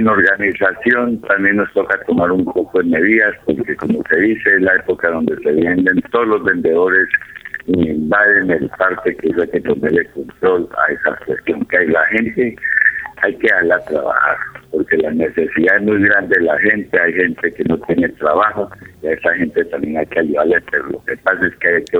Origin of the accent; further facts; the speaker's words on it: Tocaima, Cundinamarca, Colombia; Y también les quiero decir que soy comerciante de Tocaima